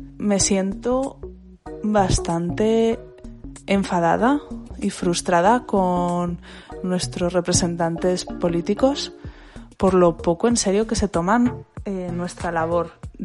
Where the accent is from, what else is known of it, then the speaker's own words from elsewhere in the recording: Zaragoza, Aragon, Spain; de Zaragoza